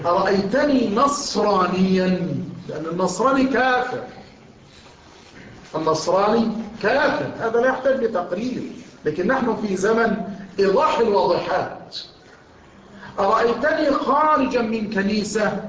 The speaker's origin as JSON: {"language": "Arabic", "region": "Dakahlia", "country": "Egypt", "said": "أن أحد مفتشي الأوقاف عندنا في الدقهلية"}